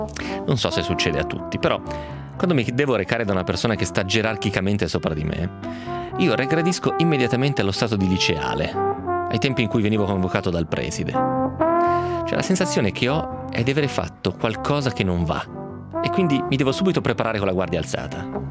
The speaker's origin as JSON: {"language": "Italian", "town": "Novara", "region": "Piedmont", "country": "Italy", "said": "Probabilmente se fossi campano gli darei del voi, però visto che sono di Novara uso semplicemente il lei."}